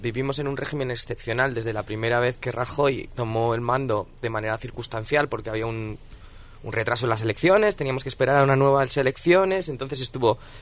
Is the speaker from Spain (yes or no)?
yes; Madrid, Community of Madrid, Spain; yo es que vengo de Vallecas y en Vallecas no he escuchado a nadie hablar en inglés nunca.